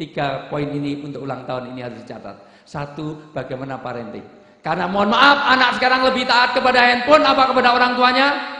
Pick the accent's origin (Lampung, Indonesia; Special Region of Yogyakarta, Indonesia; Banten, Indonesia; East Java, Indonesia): Special Region of Yogyakarta, Indonesia; saya orang desa, Bu, saya orang Jogja